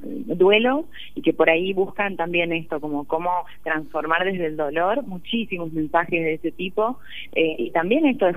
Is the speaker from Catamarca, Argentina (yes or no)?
yes; Catamarca, Argentina; accent: Catamarca; Me ha pasado sentarme en mesas que por sentirme en mi tonada catamarqueña